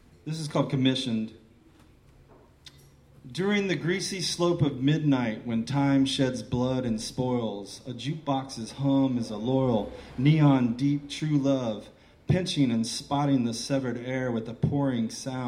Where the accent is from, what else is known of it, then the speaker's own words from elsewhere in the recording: Kentucky, United States; moved away; I'm an expat from Kentucky, and this first poem's dedicated to my good buddy Tommy Gaffney, a fellow Kentuckian.